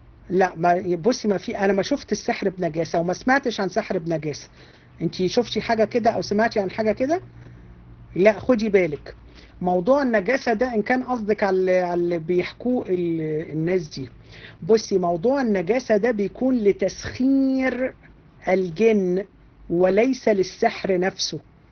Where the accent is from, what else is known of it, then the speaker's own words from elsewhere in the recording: Egypt; احنا عندنا في مصر في الارياف